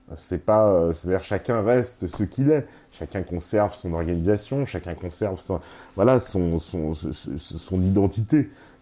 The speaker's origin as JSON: {"language": "French", "region": "Grand Est", "country": "France", "said": "Je suis Alsacien, j'aime la France et je la défendrai jusqu'au bout."}